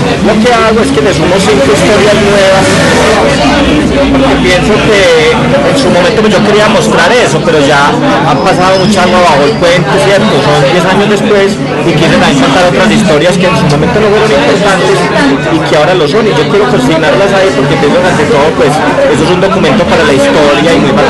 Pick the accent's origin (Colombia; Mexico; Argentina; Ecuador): Colombia; San Vicente, Antioquia; yo soy del Oriente Antioqueño, más que de San Vicente, yo soy del Oriente, ¿cierto?